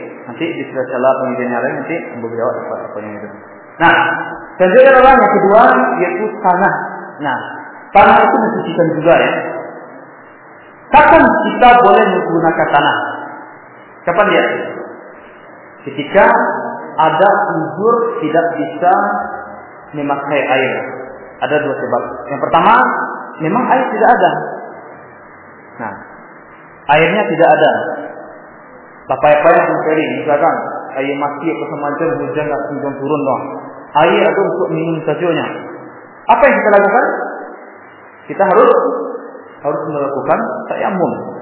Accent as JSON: {"language": "Indonesian", "town": "Medan", "region": "North Sumatra", "country": "Indonesia", "said": "Baknya sebab-bab orang-orang di kampung kami di Medan ya."}